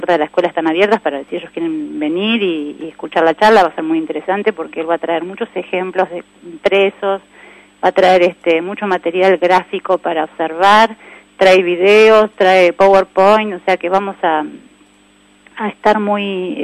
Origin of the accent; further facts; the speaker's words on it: Buenos Aires, Argentina; now in Olavarría, Argentina; yo soy de Buenos Aires y hace muchos años ya vivo acá en Olavarría, hace 14 años